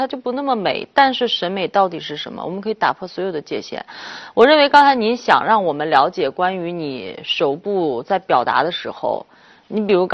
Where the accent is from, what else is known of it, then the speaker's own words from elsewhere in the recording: China; 我是个中国人，我这听着喝字我悦耳